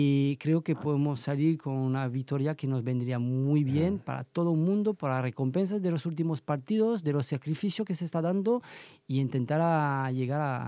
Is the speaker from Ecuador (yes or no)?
no; France; Spanish is a second language; now in Elche, Spain; yo soy francés, yo vivo aquí desde 2007 en Elche